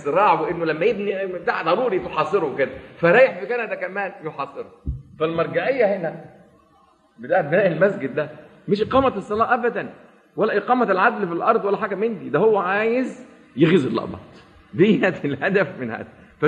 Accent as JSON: {"language": "Arabic", "town": "Alexandria", "region": "Alexandria Governorate", "country": "Egypt", "tie": "born or raised there", "said": "وأنا يعني من نشأت في مدينة الإسكندرية قبل أن تنحط وتصبح مدينة حديثة"}